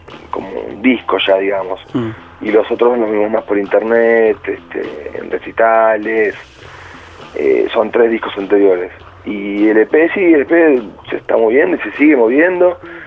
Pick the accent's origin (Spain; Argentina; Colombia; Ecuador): Argentina; Buenos Aires; Pero no, somos de Capital